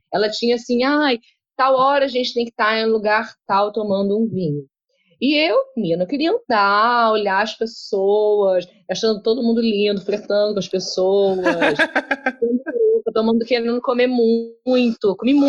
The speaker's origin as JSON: {"language": "Portuguese", "region": "Rio de Janeiro", "country": "Brazil", "said": "como eu sou muito carioca e eu tenho realmente muito prazer no Rio de Janeiro"}